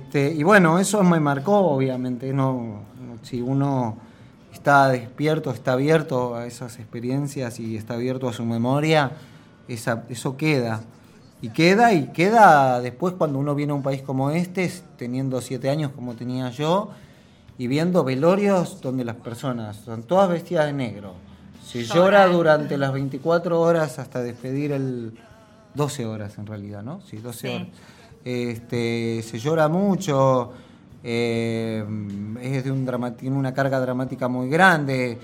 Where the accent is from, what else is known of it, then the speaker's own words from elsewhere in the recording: Mexico; sí hay una relación de mi infancia con la muerte y tiene que ver con mi infancia en México